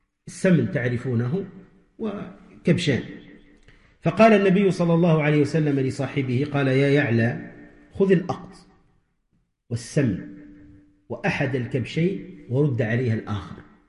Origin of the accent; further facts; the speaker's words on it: Tunisia; عندنا في تونس من جاهلية الناس يقولوا